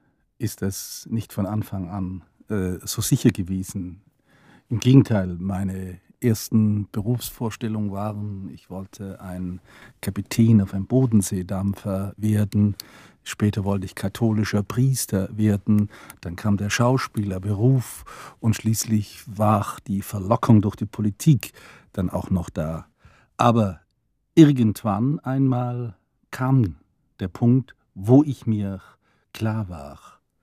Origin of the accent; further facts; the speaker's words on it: Ulm, Baden-Württemberg, Germany; auf diesem Wege kam ich in meiner Heimatstadt Ulm an einen Verlag